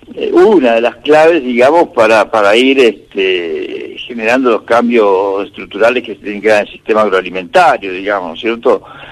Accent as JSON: {"language": "Spanish", "region": "Patagonia", "country": "Argentina", "said": "Sí, yo soy original de la Patagonia, así que siempre tengo que pasar por esos lados."}